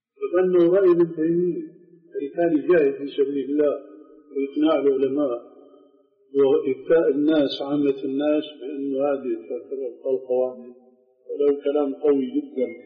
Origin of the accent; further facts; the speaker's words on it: Damascus, Damascus Governorate, Syria; عندنا في دمشق في أربعة محاريب